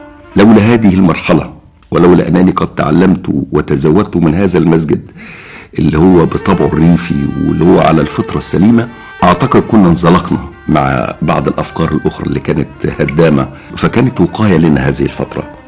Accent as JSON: {"language": "Arabic", "town": "Saft El Laban", "region": "Giza Governorate", "country": "Egypt", "tie": "born or raised there", "also_born_or_lived": "Cairo", "said": "فكان محل ميلادي القاهرة، ولكنني من بعد هذه الورقة نشأت حياتي كلها في صفط اللبن وارتبطت بيها."}